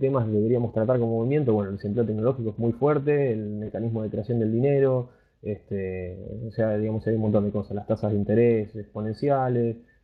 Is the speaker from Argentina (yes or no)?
yes; Argentina; accent: Argentine; por ahí mi acento de acá de Argentina suena a veces, no sé, medio violento o algo, pero es como hablamos nosotros